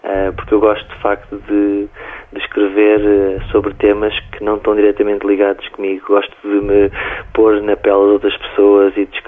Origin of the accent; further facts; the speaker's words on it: Portugal; tem muito a ver connosco enquanto portugueses